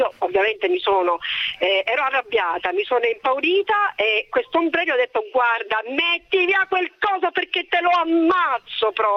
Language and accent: Italian; Catania, Sicily, Italy; now in Florence, Italy; quando ero ragazzina, stavo ancora a Catania, tra l'altro, ora abito a Firenze.